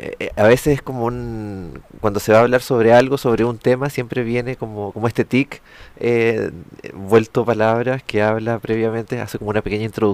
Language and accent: Spanish; Santiago, Santiago Metropolitan Region, Chile; born there; Nací el 75 en Santiago.